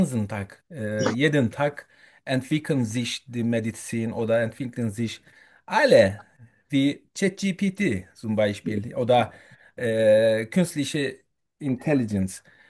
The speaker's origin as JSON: {"language": "German", "country": "Turkey", "second_language": "German", "moved": "yes", "lives_now": "Germany", "said": "ich komme aus der Türkei. Seit etwa mehr als 20, 2,5 Jahren bin ich in Deutschland mit meiner ganzen Familie."}